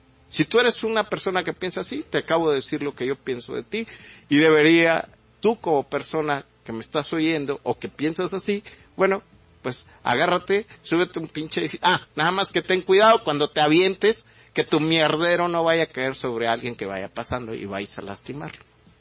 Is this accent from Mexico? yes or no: yes; Mexico; están sacando la cara por sobrevivir como mexicanos con nuestros ideales, con nuestras costumbres